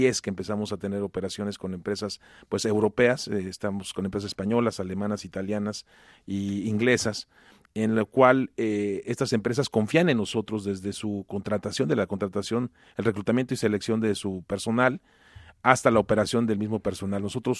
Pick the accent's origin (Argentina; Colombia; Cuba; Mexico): Mexico; Mucha gente va a decir, ¿suena mexicano? Pues sí, suena mexicano, por soy mexicano.